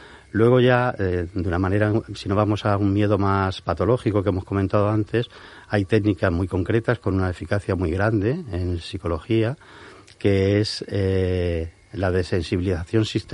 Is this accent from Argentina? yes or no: no; Murcia, Region of Murcia, Spain; born there; Yo nací en Murcia, como os comentaba al principio, aunque no he vivido en Murcia mucho tiempo